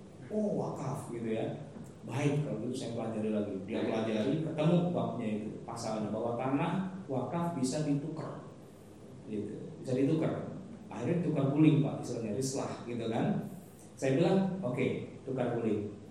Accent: Jakarta, Indonesia; Saya ini orang Betawi asli, kampung saya di sini Kuningan Kelurenan.

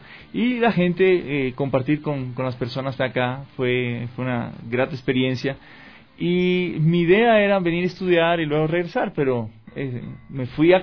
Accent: Cuba; moved away as an adult; now in Ecuador; Soy cubano, nací allá, estoy radicado en el Ecuador desde 1998. Vine ese año justamente a estudiar comunicación social en el Centro Cristiano de Comunicaciones de HCJB.

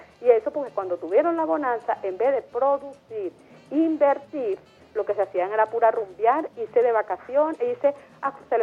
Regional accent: Venezuela; nosotros como venezolanos

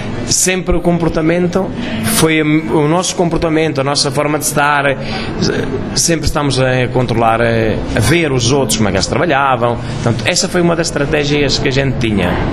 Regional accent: Centro, Portugal; levar alguma coisa da minha terra, da minha zona, porque, claro, cada um levou um bocadinho da sua zona. E, claro, como estou na Serra da Estrela

